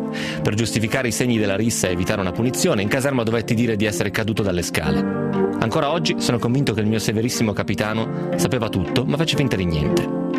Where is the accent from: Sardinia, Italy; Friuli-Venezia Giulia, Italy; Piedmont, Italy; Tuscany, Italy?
Piedmont, Italy; sono piemontese. Anzi, peggio, sono monferrino. Siamo teste dure, che difficilmente cambiano idea.